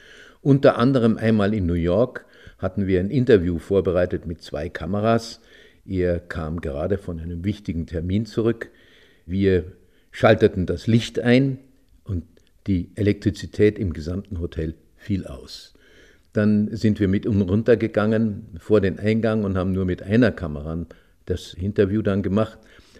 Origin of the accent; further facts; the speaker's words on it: Bavaria, Germany; als Bayer, der aus den Bergen kam